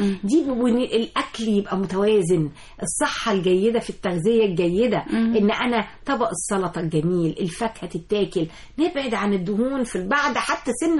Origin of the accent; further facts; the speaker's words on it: Egypt; احنا كمصريين لنا بشره جميله ولنا بشره خمريه